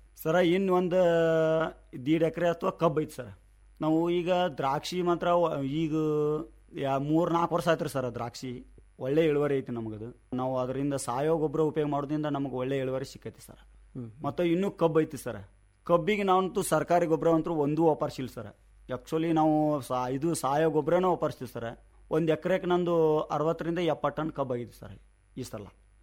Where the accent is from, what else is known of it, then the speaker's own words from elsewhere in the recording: Honnala, Karnataka, India; Honnali sir. ನಾವು ಇರೋದು ಮೂಲತಃ ಇಲ್ಲಿ ಚಿಕ್ಕಸಮ್ಮ ಹತ್ರ ಇರ್ತೀವಿ ಸರ್. ನಮ್ಮ ಜಮೀನು ಅಲ್ಲೇ ಐತಿ.